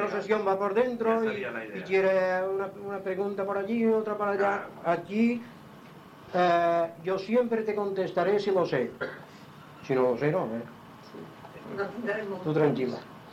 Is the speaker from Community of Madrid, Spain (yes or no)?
no; Inca, Balearic Islands, Spain; born there; Yo hablo 2 idiomas, 3. El inquero, porque nací en Inca. El mallorquín.